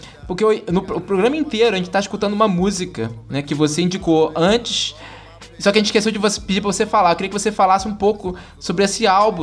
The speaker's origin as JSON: {"language": "Portuguese", "region": "Rio de Janeiro", "country": "Brazil", "said": "eu sou aqui de Bangu, né? Padre Miguel, na verdade. Eu falo que é Bangu porque só, as pessoas conhecem Bangu. Padre Miguel é, é periferia do Rio de Janeiro, né?"}